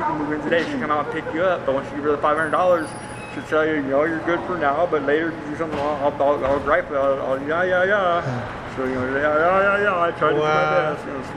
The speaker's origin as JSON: {"language": "English", "region": "California", "country": "United States", "said": "Stockton, Modesto area, California, Bay Area."}